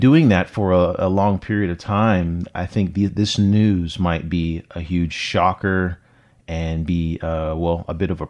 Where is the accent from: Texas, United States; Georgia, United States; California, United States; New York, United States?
California, United States; And I remember, because I'm from California, and I have a buddy that lived in San Francisco